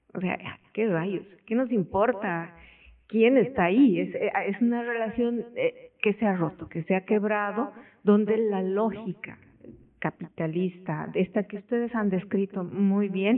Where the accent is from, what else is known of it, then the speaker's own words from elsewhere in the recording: Bolivia; Yo soy boliviana, vivo en La Paz